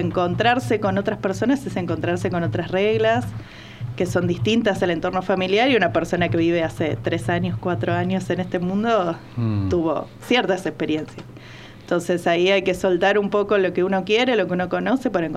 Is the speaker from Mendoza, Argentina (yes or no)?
no; Buenos Aires, Argentina; now in Tanti, Argentina; Yo soy de Buenos Aires, vivo en Tanti hace un año y medio